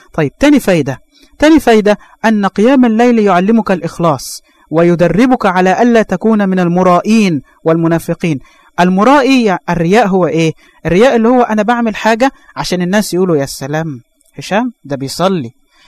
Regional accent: Egypt; وإحنا عندنا في مصر مثل بيقول النوم سلطان

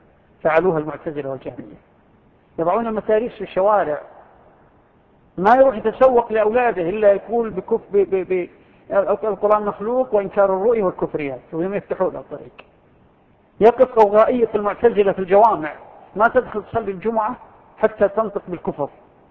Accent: Saudi Arabia

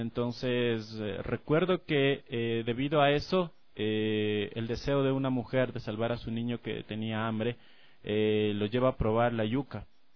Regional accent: Ecuador; Yo he tenido la oportunidad de visitar, gracias a la cercanía de mi ciudad natal, principalmente la provincia de Pastaza

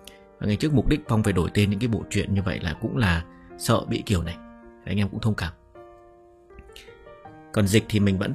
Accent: Tiên Du, Bac Ninh, Vietnam; Vâng ạ, mình ở Bắc Ninh, mình quê ở Tiên Du Bắc Ninh.

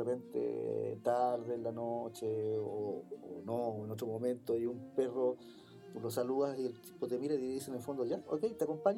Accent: Chile; O sea, por ejemplo, en mi edificio, yo creo que la mitad somos chilenos, la otra mitad somos inmigrantes.

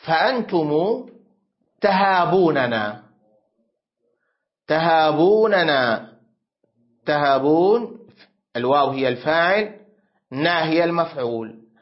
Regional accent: Syria; عندنا في سوريا يقولون لا تأكل السمك واللبن وتدخل بعدها حمام الاغتسال بعد العصر، هذه حكايات جدتي

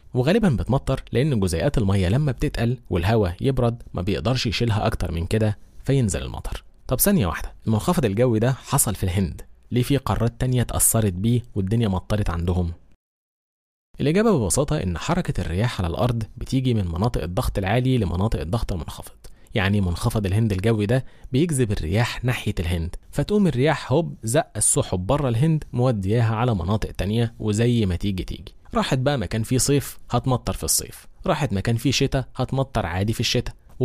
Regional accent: Egypt; بس برضو لازم نفهم إن الكلام ده عندنا في مصر

